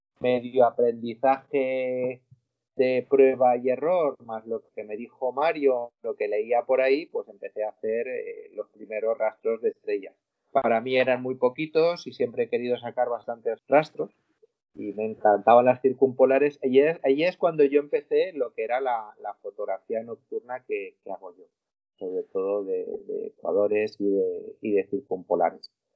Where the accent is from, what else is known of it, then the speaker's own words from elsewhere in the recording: Valencia, Valencian Community, Spain; de Valencia.